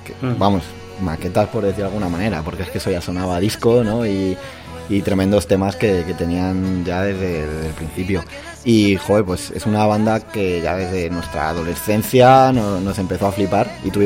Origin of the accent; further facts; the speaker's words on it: Madrid, Community of Madrid, Spain; somos de Vallecas, ¿no?